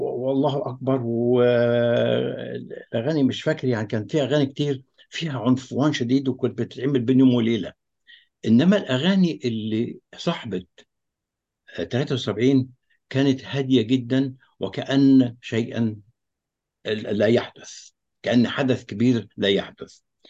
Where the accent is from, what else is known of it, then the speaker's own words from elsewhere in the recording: Egypt; انا كمصري في داخل الجامعه الامريكيه